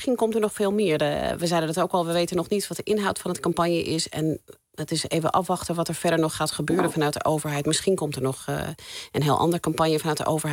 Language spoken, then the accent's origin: Dutch; United States; now in Netherlands; Ik ben zelf opgegroeid in Amerika, geboren en getogen. Niet in Nederland.